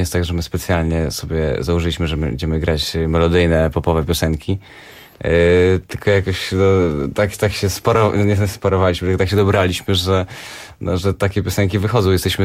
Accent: Lublin, Lublin Voivodeship, Poland; Wszyscy jesteśmy z Lublina.

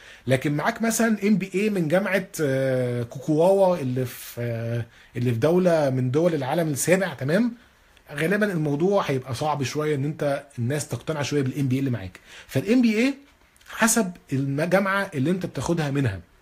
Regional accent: Egypt; حتى احنا عندنا في مصر ثقافة ان يبقى عندك صحاب من الشغل

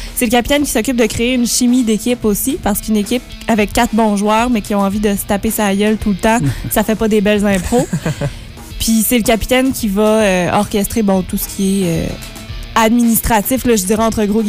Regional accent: L'Assomption, Quebec, Canada; Et je viens de l'Assomption, qui est une petite ville magnifique et chaleureuse et accueillante dans la Naudière, donc tout près de Montréal.

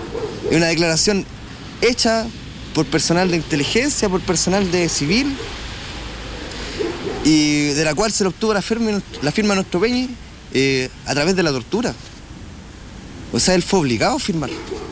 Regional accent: Chile; Nosotros no somos los indígenas de Chile, nosotros somos mapuches. Somos aparte, somos un pueblo que siempre ha estado aquí, que nació en esta tierra y va a morir aquí.

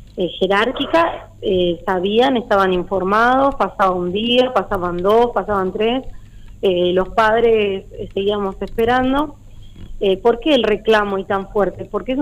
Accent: Monte Grande, Buenos Aires Province, Argentina; la mayoría somos de lejos, somos de Monte Grande, de la zona de Barrio Lindo, bueno, teníamos que tomar dos colectivos

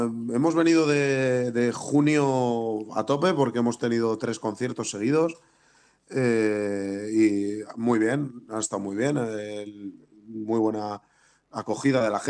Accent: Bilbao, Basque Country, Spain; dos, Aitor y yo, el batería y yo, somos de Bilbao

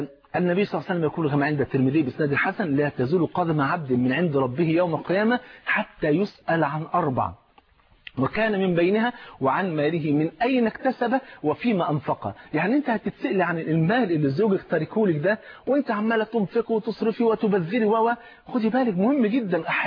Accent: Egypt; زي ما بيقولوا في المثل المصري عندنا في مصر يقولوا ايه

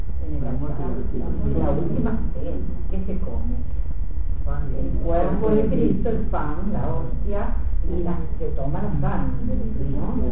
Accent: Tres Algarrobos, Buenos Aires Province, Argentina; born there; Y en mi pueblo, donde yo nací, en Tres Algarrobos, en la provincia de Buenos Aires, estaban los pedacitos de la sotana

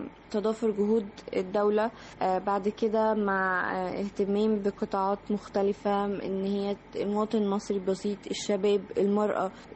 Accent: Egypt; ونفخر بنفسنا كمصريين.

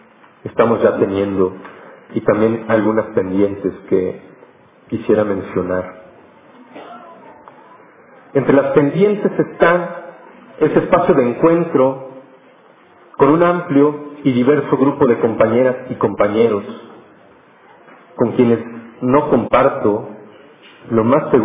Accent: Mexico City, Mexico; yo soy de Ciudad Monstruo, de Ciudad de México

